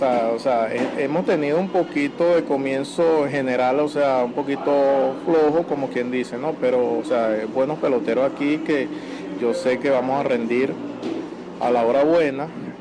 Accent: El Tigre, Anzoátegui, Venezuela; mi familia me va a ver, ya que yo soy del Tigre

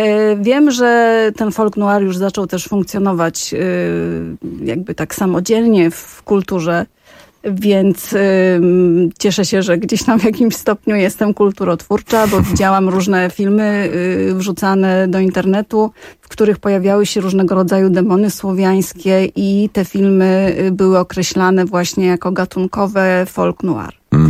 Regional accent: Żywiec, Silesian Voivodeship, Poland; dlatego że ja się wychowywałam w Żywcu, tam się urodziłam i wtedy ten Żywiec był miastem, ale mój dom rodzinny stał na uboczu o tyle, że za płotem były pola uprawne.

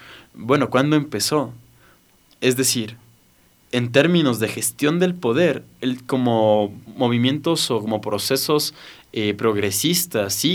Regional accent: Ecuador; así somos los ecuatorianos

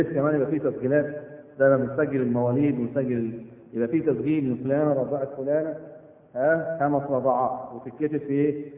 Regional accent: Egypt; احنا من مصر كنا عن النسب

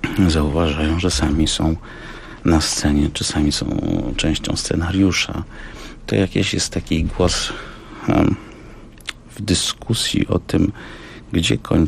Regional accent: Kraków, Lesser Poland, Poland; also born or lived in Warsaw; now in Słupsk, Poland; Ja jestem Krakusem, a portem drogą przez Warszawę. Idąc na północ, dotarłem nad morze i zatrzymałem się w Słupsku.

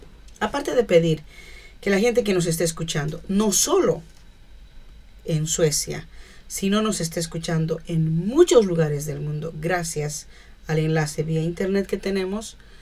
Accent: Bolivia; ¿Y qué pasa con nosotros como hermanos bolivianos que escuchamos, latinoamericanos?

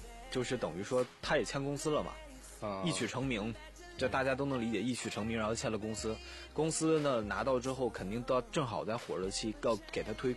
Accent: Shenyang, Liaoning, China; 在沈阳，在我老家那边

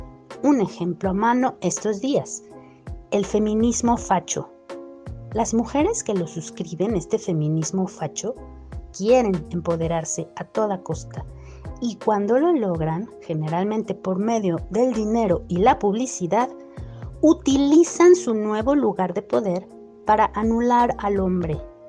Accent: Mexico; antropóloga de México.

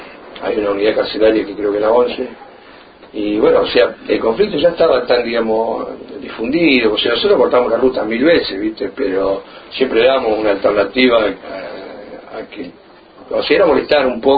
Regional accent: Centenario, Neuquén, Argentina; yo soy de Centenario, que está a 7 kilómetros de la fábrica, y a 7 kilómetros está Neuquén Capital.

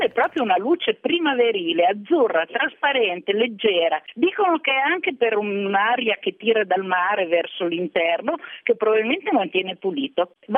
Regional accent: Piedmont, Italy; in primavera pioveva una volta tantissimo dalle mie parti, sulle Prealpi piemontesi

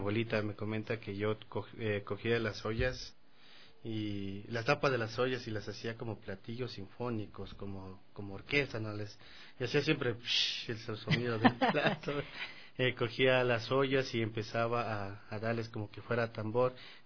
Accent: Loja, Ecuador; born there; mi papá nació en Celica. Yo nací en Loja.

